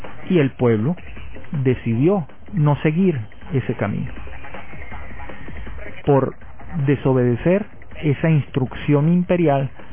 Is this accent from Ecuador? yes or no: no; Venezuela; Usted, como yo, somos personas venezolanas y venezolanos